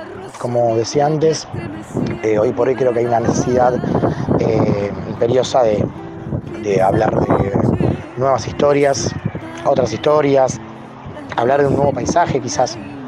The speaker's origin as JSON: {"language": "Spanish", "town": "Temperley", "region": "Buenos Aires Province", "country": "Argentina", "tie": "born there", "said": "en mi caso particular sigo viviendo, o sea, nací en Temperley y vivo en Loma de Zamora."}